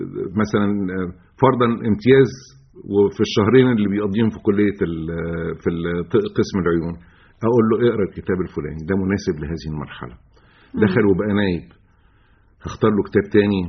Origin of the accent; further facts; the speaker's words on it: Egypt; مش عندنا في مصر